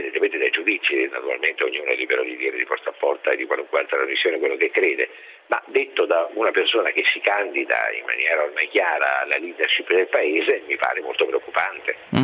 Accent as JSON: {"language": "Italian", "town": "L'Aquila", "region": "Abruzzo", "country": "Italy", "said": "io sono dell'Aquila e lui di Avezzano"}